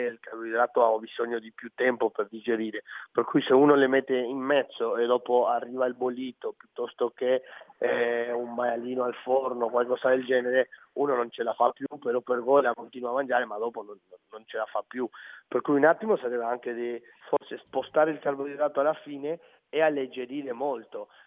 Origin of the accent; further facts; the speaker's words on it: Uruguay; quando vado in Uruguay, alla mia terra, alla mia casa